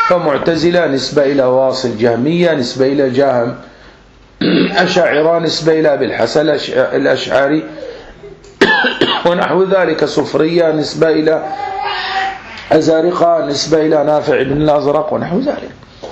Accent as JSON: {"language": "Arabic", "country": "Egypt", "said": "عندنا في مصر"}